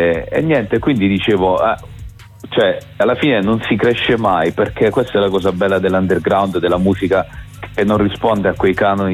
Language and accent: Italian; Mola di Bari, Apulia, Italy; io sono di Mola di Bari